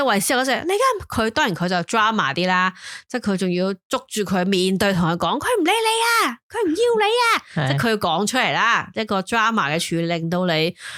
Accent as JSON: {"language": "Cantonese", "country": "Hong Kong", "said": "定系我哋香港人，"}